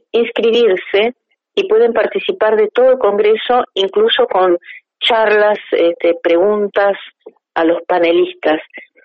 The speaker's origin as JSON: {"language": "Spanish", "region": "Río Negro", "country": "Argentina", "tie": "born there", "said": "Además tengo el orgullo de pertenecer a esa provincia, Río Negro. Soy nacida en el Alto Valle."}